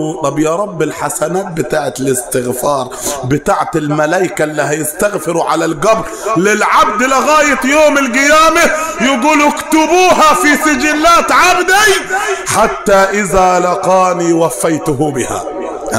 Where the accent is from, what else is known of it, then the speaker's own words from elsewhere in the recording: Upper Egypt, Egypt; accent: Sa'idi; على رأينا هنا في الصعيد، وانا بتكلم باللهجة الصعيدية على الدوام